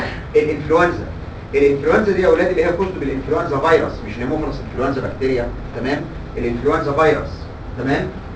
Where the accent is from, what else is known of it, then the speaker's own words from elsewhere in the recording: Egypt; ودي مشكلتنا عندنا في مصر